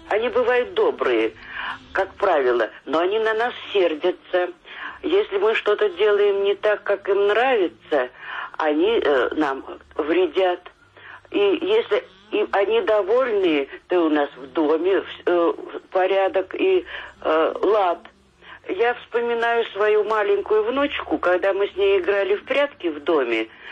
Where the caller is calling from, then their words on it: Baltiysk, Kaliningrad Oblast, Russia; Да, я из Балтийска, я вам тут-то как недавно звонила